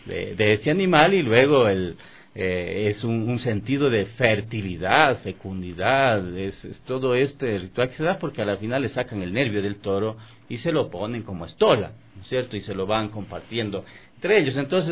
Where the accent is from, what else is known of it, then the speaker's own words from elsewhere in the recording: Vilcabamba, Loja, Ecuador; yo en mi tierra, yo soy de Vilcabamba, yo soy de Loja, ¿no? Entonces, por ejemplo, allá nosotros hacíamos eso, salíamos por el barrio, porque yo vengo de Viena, o sea, de Viena adentro, no soy de la ciudad.